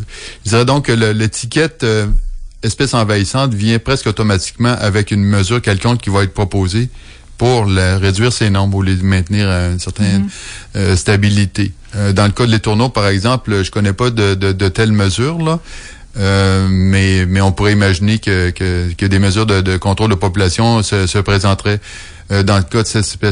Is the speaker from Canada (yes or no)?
yes; Quebec, Canada; moved away as an adult; j'ai quitté l'Amérique du Nord pour mes études au début des années 90. Et puis avant d'avoir quitté, il y en avait encore beaucoup. Mon retour au Québec...